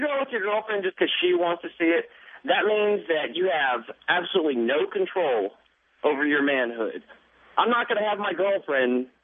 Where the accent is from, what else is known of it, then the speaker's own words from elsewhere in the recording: Texas, United States; I'm a Texan